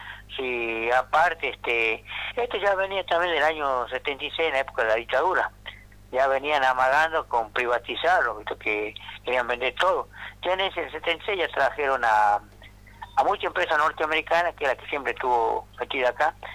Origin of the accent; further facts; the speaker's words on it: General Mosconi, Salta, Argentina; No, yo no soy de Tartagal, soy de General Mosconi